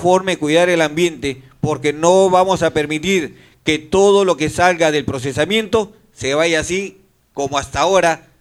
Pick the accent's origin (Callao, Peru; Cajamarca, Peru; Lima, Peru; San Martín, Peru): Callao, Peru; Somos puertos, somos chalacos y estamos a la mar brava, porque somos bravos, valientes y sobre todo chalacos.